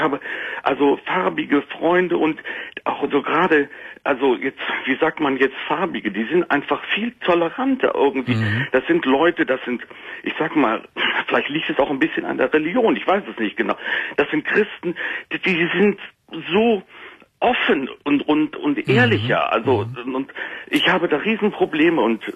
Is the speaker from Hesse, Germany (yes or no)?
no; Cologne, North Rhine-Westphalia, Germany; born there; Ich bin geborener Kölner.